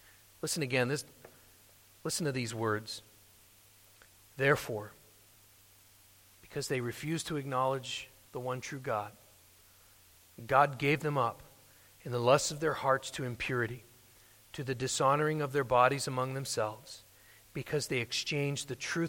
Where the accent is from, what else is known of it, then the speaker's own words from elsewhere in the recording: United States; Of course, I'm saying those things as an American.